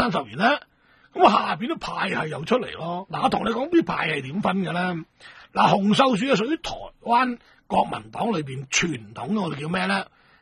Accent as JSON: {"language": "Cantonese", "region": "Guangdong", "country": "China", "said": "就代表上海佬就搞冧咗我哋广东人先至做到阿头嘅。"}